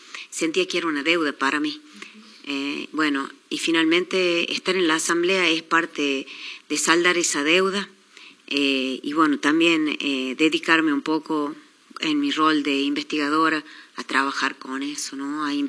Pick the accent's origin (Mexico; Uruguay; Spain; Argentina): Argentina; Chilecito, La Rioja; yo nací en Chilecito, me crié acá